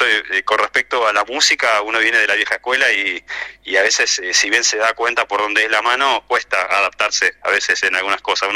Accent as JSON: {"language": "Spanish", "region": "Buenos Aires", "country": "Argentina", "said": "Yo en realidad soy de Buenos Aires, estoy acá en el sur hace casi 20 años"}